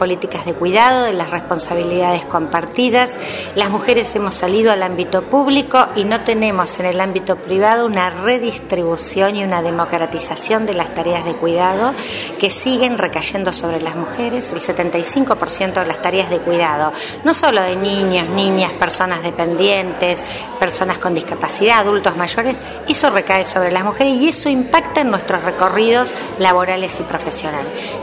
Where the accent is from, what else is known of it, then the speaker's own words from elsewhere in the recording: Argentina; quienes somos argentinas, pero quienes somos parte de esta identidad de la patria grande latinoamericana